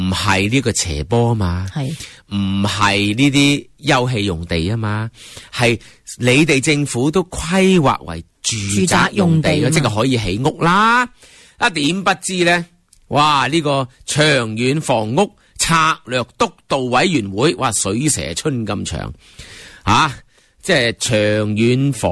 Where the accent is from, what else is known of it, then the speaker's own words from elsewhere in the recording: Hong Kong; 我哋香港人天桥边都系咁住啦